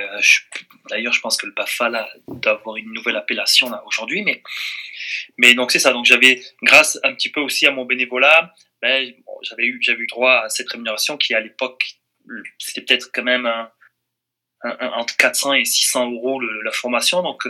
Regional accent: France; moved away; ça fait longtemps que j'ai quitté la France aussi

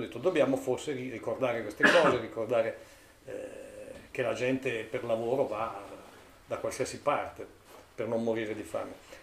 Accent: Trentino-Alto Adige, Italy; now in Bolzano, Italy; Poi per me, Trentino emigrato a Bolzano, rappresentava anche il legame con la mia terra d'origine e soprattutto con il dialetto.

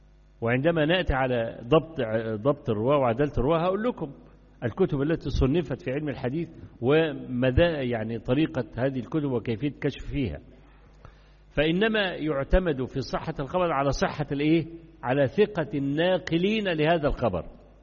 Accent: Egypt; كان عندنا في مصر زمان في مرحلة 60s and 70s

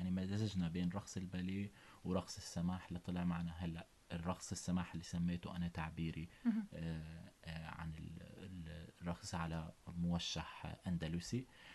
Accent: Syria; يعني كونه كنت في دمشق درست بالشام بالمعهد العالي كونه أنا ابن سوريا

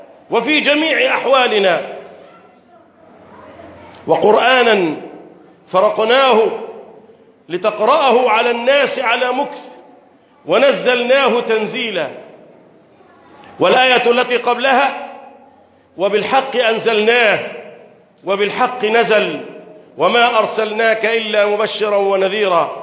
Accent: Egypt; بلدنا مصر

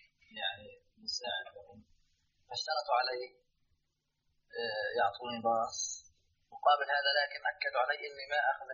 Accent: Jordan; ودائما الشمال معروف هذا بالنسبة لوضعنا إحنا كأردنيين

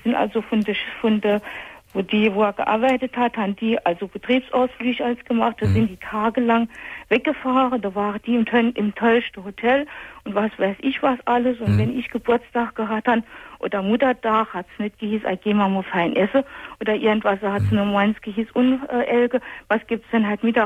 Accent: Saarland, Germany; Das ist bei uns im Saarland ist das sogar.

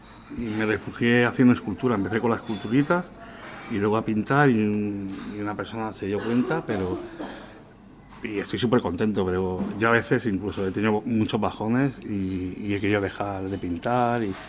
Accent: Balearic Islands, Spain; como soy mallorquín, porque la gente no se cree

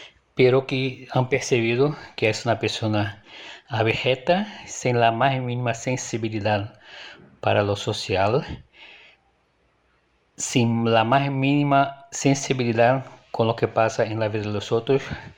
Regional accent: Nova Iguaçu, Rio de Janeiro, Brazil; Spanish is a second language; now in Madrid, Spain; soy de Nueva Iguaçu, vivo entre Nueva Iguaçu y Madrid. Nueva Iguaçu es una ciudad del área metropolitana de Río de Janeiro.

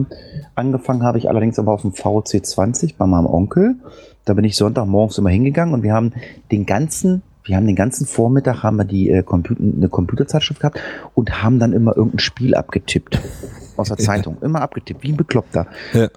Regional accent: Lower Saxony, Germany; also ich komme jetzt aus Niedersachsen.

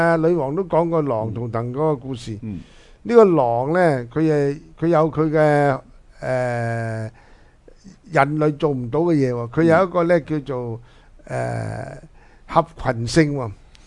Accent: China; 我哋中国人咧就讲豺狼

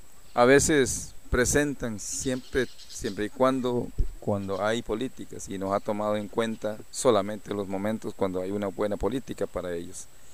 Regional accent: Costa Rica; Que nosotros también somos costarricenses y no nos valoran los esfuerzos que hacemos nosotros también para salir a votar por ellos.

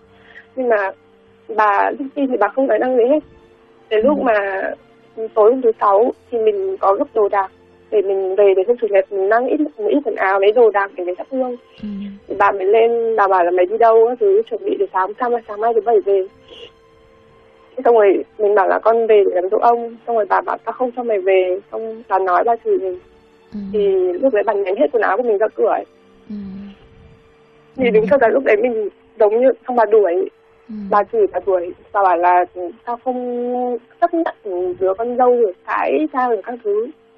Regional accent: Hanoi, Vietnam; mình sinh ra và lớn lên ở Hà Nội.

